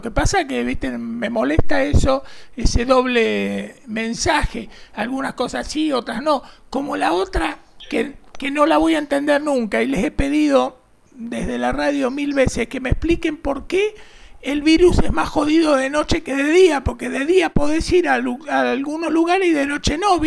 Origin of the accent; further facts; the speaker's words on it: Buenos Aires, Argentina; now in San Juan, Argentina; yo soy de Ciudad de Buenos Aires, aunque hace 800.000 años que vivo acá en San Juan. Soy de familia también sanjuanina, pero yo nací en Ortúzar.